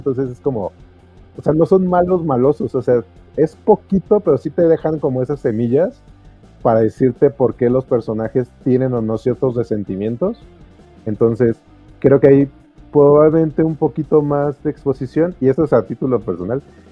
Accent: Mexico; pues así somos los mexicanos

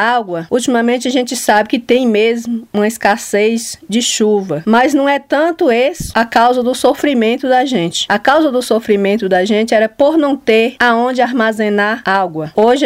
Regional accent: Bom Jesus, Bahia, Brazil; sou daqui do município de Bom Jesus, da comunidade Mumbuca e Sambambaia, a comunidade quilombola, a qual eu tenho muito orgulho de dizer que moro numa comunidade quilombola.

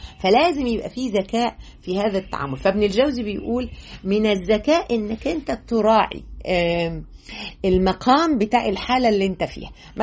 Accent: Egypt; فأنا كمصرية عادي يعني هناك بقى كنا أول مرة نقابل إنك أنت، إحنا في مصر هنا

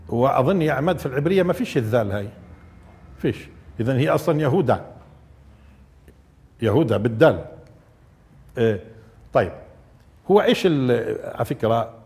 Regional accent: Nablus, West Bank, Palestine; وعندنا في نابلس في يعيش بشك بالفعل المضارع

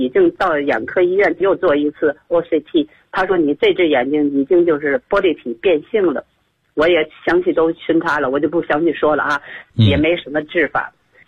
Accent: Tianjin, China; 我是天津的一个会员。

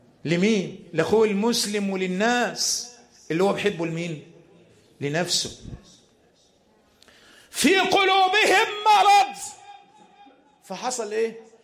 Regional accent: Egypt; أن يحفظ بلادنا مصر من كل مكروه وسوء

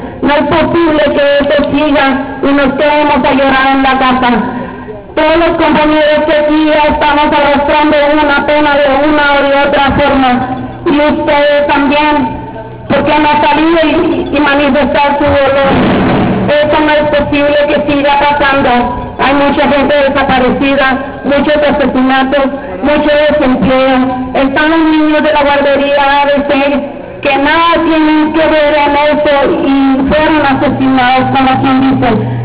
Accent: Chihuahua, Mexico; vengo del estado de Chihuahua, representando a la familia de Ciudad Juárez. Vengo representando

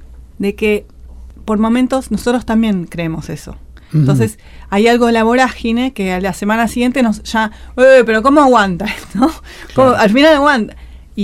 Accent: Chile; como vengo de Chile

